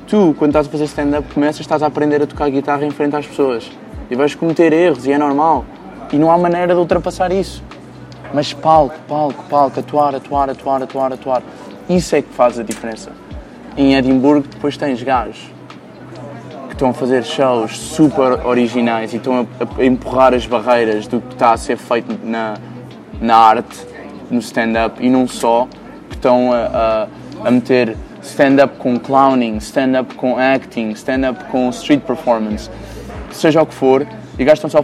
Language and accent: Portuguese; Lisbon, Portugal; Sempre que eu falo com estrangeiros e digo que sou de Portugal, Lisboa